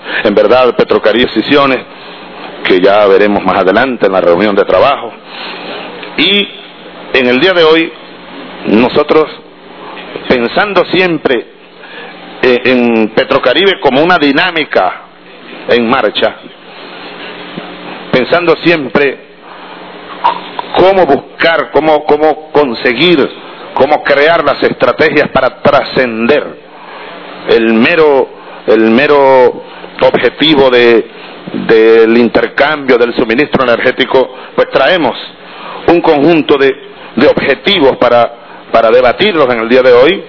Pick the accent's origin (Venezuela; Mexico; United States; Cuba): Venezuela; los venezolanos somos libres, los sudamericanos somos libres.